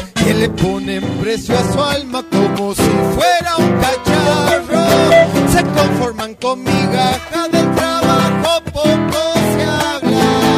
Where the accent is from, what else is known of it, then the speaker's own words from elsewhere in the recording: Argentina; Como buenos argentinos vamos a despertar cuando nos peguen el cachetazo.